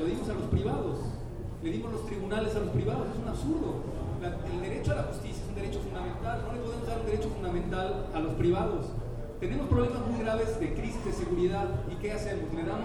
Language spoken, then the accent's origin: Spanish; Mexico; como los mexicanos no podemos